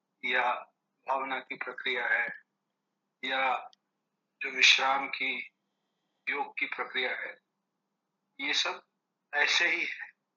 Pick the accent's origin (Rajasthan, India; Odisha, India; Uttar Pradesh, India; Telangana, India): Uttar Pradesh, India; Varanasi; बनारस में हमारा घर था और 45-50 किलोमीटर दूर हमारा गाँव।